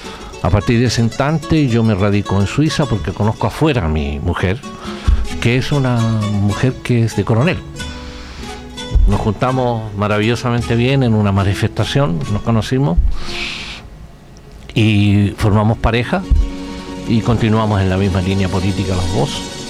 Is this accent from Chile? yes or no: yes; Chile; moved away as an adult; now in United Kingdom; cuando yo salí expulsado de Chile con destino a Gran Bretaña